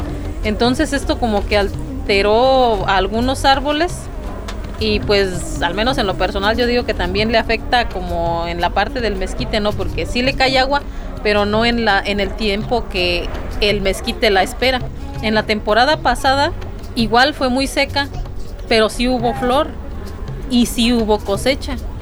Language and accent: Spanish; Ciénega de Juana Ruiz, Guanajuato, Mexico; soy de Ciénega de Juana Ruiz, municipio de San Miguel de Allende.